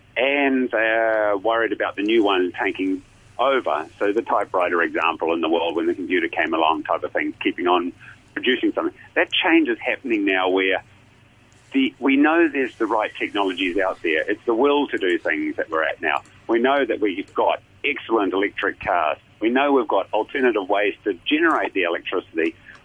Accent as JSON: {"language": "English", "country": "New Zealand", "said": "Well, as a Kiwi, I'd go into a sporting analogy."}